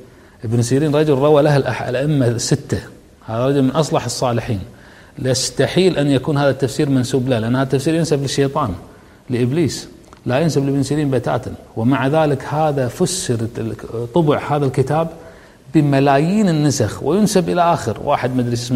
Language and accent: Arabic; Kuwait; عندنا بالكويت نغمة متكررة كل يوم في الجرائد